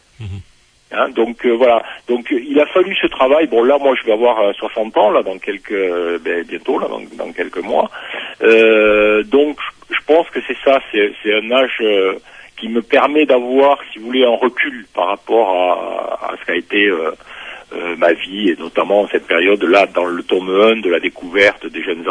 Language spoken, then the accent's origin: French; south of France, France; born there; je suis né en France à la fin des années 50, dans une famille communiste. Donc ça suppose dans le sud de la France, dans une région qui est particulière